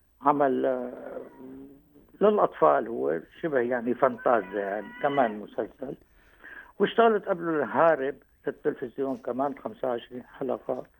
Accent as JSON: {"language": "Arabic", "town": "Latakia", "region": "Latakia Governorate", "country": "Syria", "said": "حي الطابيات عندنا في اللاذقية"}